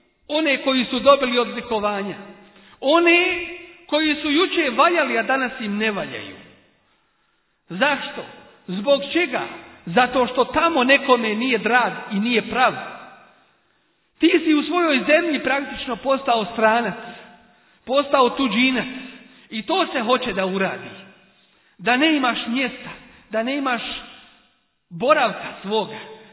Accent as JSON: {"language": "Bosnian", "country": "Bosnia & Herzegovina", "said": "Kod nas u Bosni, ako nije jedan dio, ako nije cijelu, onda jeste jedan dio."}